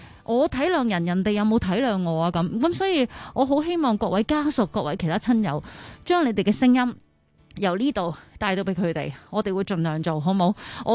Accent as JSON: {"language": "Cantonese", "country": "Hong Kong", "said": "我觉得我哋香港人好叻嘅，大家都好叻嘅。"}